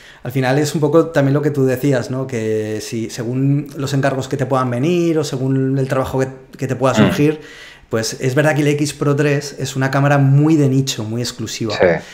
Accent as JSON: {"language": "Spanish", "town": "Zaragoza", "region": "Aragon", "country": "Spain", "said": "estuve fotografiando mucho o me obligué a fotografiar mucho en Zaragoza. Y que es de donde soy yo."}